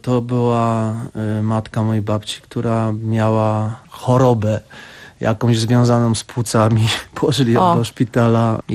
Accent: Lesser Poland, Poland; wychowując się właśnie na Podhalu

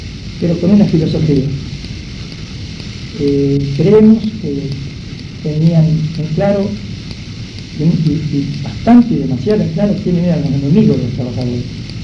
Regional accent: La Plata, Buenos Aires Province, Argentina; creo que casi todos somos de La Plata

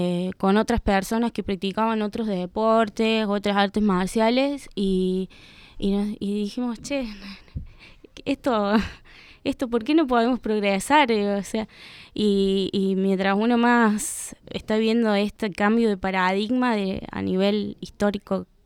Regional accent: Córdoba, Argentina; also born or lived in La Rioja; yo me fui acá de La Rioja, hace unos años me volví a Córdoba.

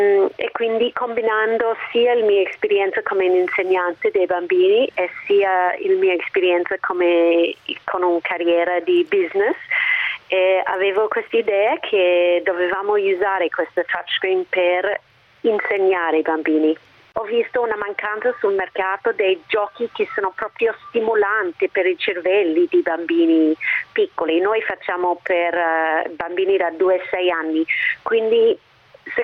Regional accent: Australia; Italian is a second language; now in Italy; io ho una laurea dall'Australia, sono australiana, che si sente

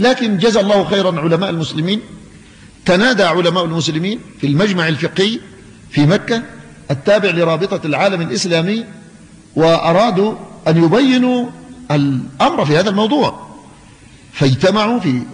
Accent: Yemen; فأنا مواطن يمني

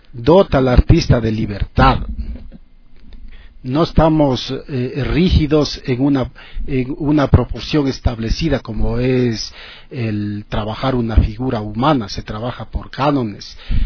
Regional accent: Quito, Pichincha, Ecuador; born there; nací en el Ecuador, en Quito.

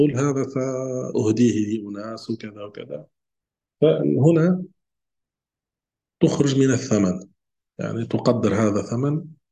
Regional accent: Tunisia; نحن عندنا في تونس نملح الزيتون

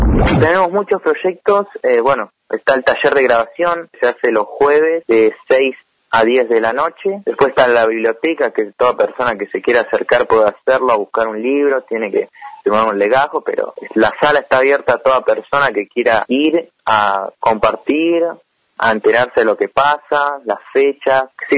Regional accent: Bariloche, Río Negro, Argentina; Yo soy pianista, compositor de Bariloche acá, y acá tengo 21 años.

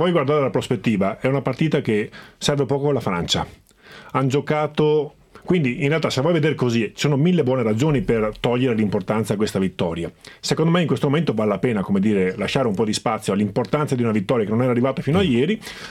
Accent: Veneto, Italy; Un po' più sono Veneto, quindi un po' più diplomatico e meno abituato rispetto a voi a stare davanti ai microfoni

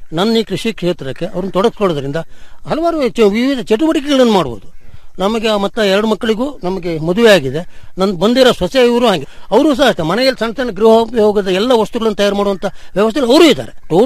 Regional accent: Sagar, Karnataka, India; ನಾನು ಮೂಲತಃ ಸಾಗರ ತಾಲೂಕು

